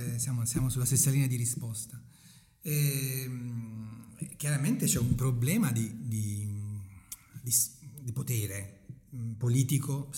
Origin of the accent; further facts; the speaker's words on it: Avellino, Campania, Italy; io sono di Avellino e sono molto bianco